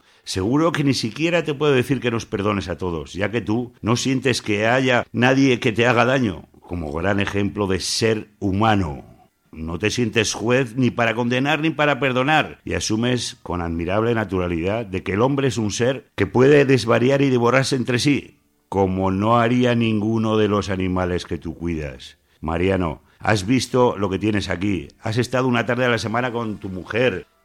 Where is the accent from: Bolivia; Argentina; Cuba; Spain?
Spain; born there; siento vergüenza ajena cómo te han tratado en este país donde yo nací